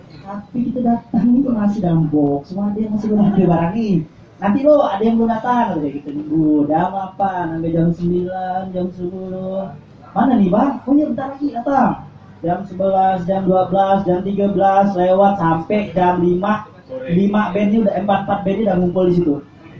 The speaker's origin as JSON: {"language": "Indonesian", "town": "Pontianak", "region": "West Kalimantan", "country": "Indonesia", "said": "Apa di kami ini kan orang Pontianak gak malu dah."}